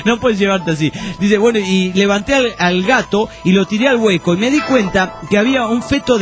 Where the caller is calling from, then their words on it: Juliaca, Puno, Peru; de Juliaca, Perú.